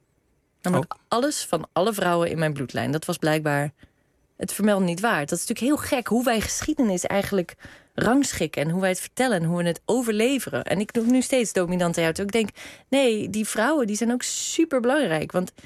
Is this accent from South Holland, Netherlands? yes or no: yes; South Holland, Netherlands; Noordereiland.